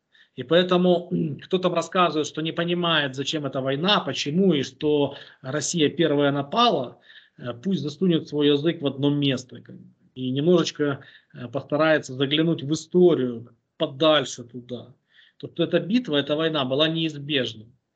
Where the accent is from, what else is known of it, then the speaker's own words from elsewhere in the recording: Boryspil, Kyiv Oblast, Ukraine; Киевская область, Борисполь, тогда мой родной город.